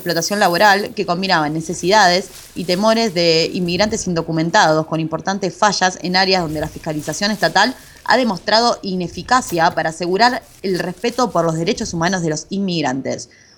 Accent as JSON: {"language": "Spanish", "country": "Argentina", "lives_now": "Spain", "said": "pero yo soy argentina"}